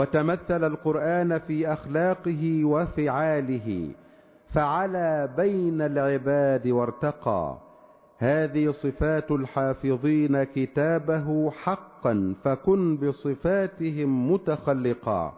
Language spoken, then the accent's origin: Arabic; Egypt; اللهم اجعل بلدنا مصر واحة للأمن والأمان والسلم والسلام